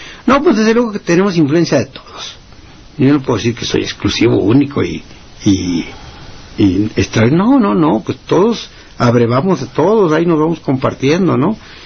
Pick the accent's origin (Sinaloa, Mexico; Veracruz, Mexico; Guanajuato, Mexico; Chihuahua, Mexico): Sinaloa, Mexico; si vengo de Sinaloa, pues hay que grabar …